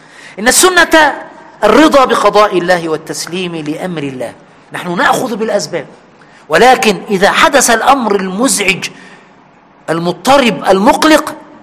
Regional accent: Egypt; في بلدنا مصر

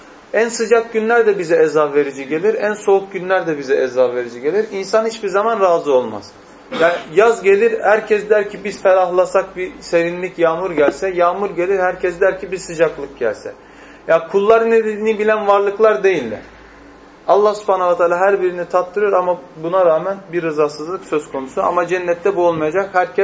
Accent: Erzurum, Turkey; Özellikle ben Erzurumluyum. Bizim Erzurum'da insanların elleri yüzleri yanar.

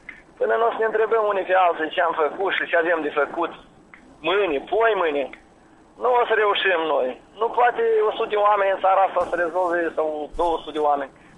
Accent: Ungheni, Ungheni District, Moldova; De, de la Ungheni.

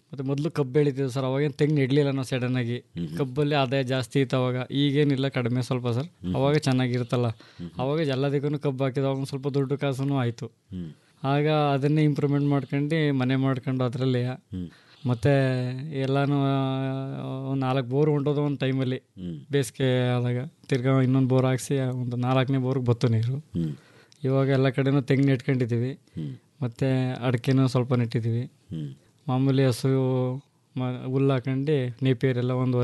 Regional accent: Karnataka, India; ನಾವು ಕಾಪ್ನಲ್ಲಿ, ಬುಕ್ಕನಕೆರೆ ಹೋಬಳಿ, ಕೆಆರ್ಪೇಟೆ ತಾಲೂಕು, ಮಂಡ್ಯ ಜಿಲ್ಲೆ.

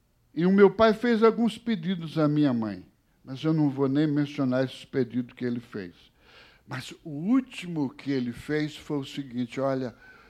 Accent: Ceará, Brazil; born there; moved away; Eu nasci no Ceará, mas saí de lá e não voltei mais, porque também não deu mais tempo aí para voltar para o Ceará.

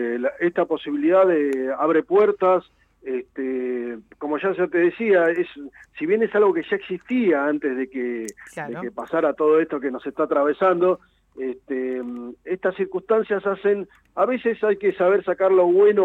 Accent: La Plata, Buenos Aires Province, Argentina; nosotros somos de La Plata. Bueno, Damián, el baterista, es de la ciudad de Ensenada, así que podríamos decir que sí, que somos de la región.

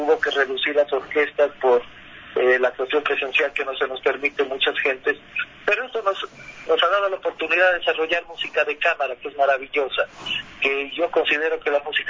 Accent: Loja, Ecuador; Llegamos tres compañeros que estábamos aquí lojanos

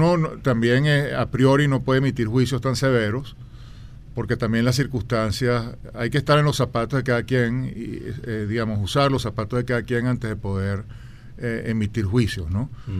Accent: Venezuela; yo no soy inglés, ni soy tibetano, soy venezolano y estoy en Venezuela

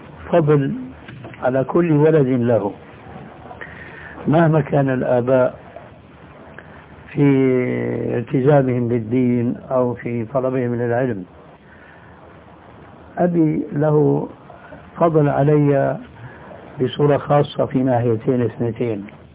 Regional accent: Damascus, Damascus Governorate, Syria; moved away as an adult; now in Jordan; أنا هاجرت من دمشق إلى هنا لما نظرت أنه دمشق بدأت تنحرف خاصة بعد الحكم البعثي هذا، فوجدت هنا خير من هذيك البلاد، هاجرت إلى هنا.

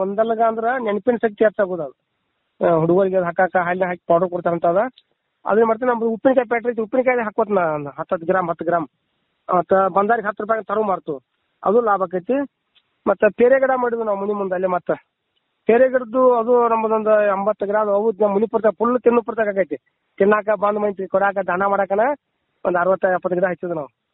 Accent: Pamaldinni, Karnataka, India; ನಮ್ಮೂರು ಪಾಮಲದಿನಿ ಗೋಕಾಕ್ ತಾಲೂಕು ಜಿಲ್ಲಾ ಬೆಳಗಾವಿ.

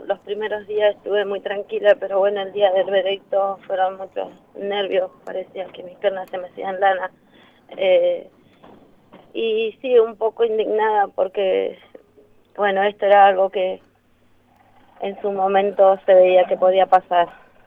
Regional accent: Neuquén, Argentina; Como digo, yo soy de pueblo, de Neuquén, a 130 kilómetros, y es todo nuevo para mí.

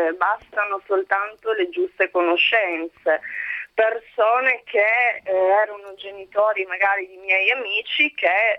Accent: Turin, Piedmont, Italy; Io sono nata e cresciuta a Torino

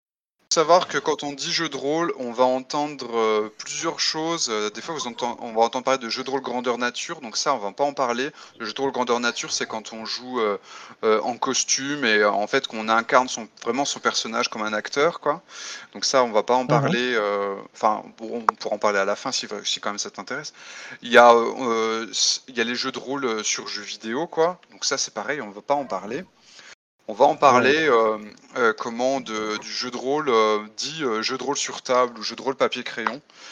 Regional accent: France; je suis français et je suis essentiellement auteur de jeux de rôle.

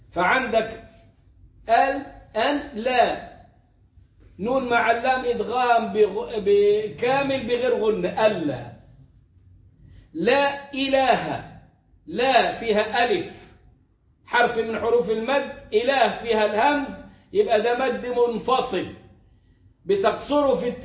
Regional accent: Egypt; الكلام ده ما فيهوش شباب التكفير عندنا في مصر

